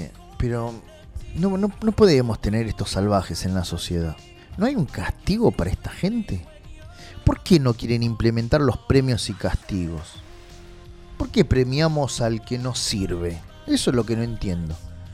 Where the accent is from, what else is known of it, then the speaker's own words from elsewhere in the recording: Solano, Buenos Aires Province, Argentina; Yo soy de Solano, amo Solano, pero estoy viendo el deterioro que hay social